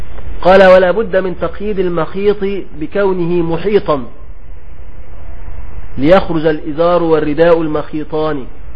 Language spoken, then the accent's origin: Arabic; Egypt; بنسميه عندنا في مصر الجلابية.